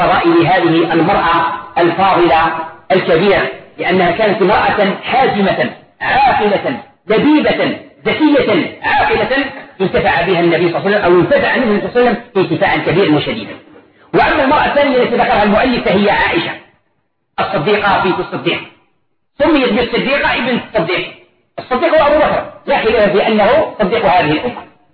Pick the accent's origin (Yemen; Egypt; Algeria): Algeria; طبق معروف عندنا في الجزائر وفي غير الجزائر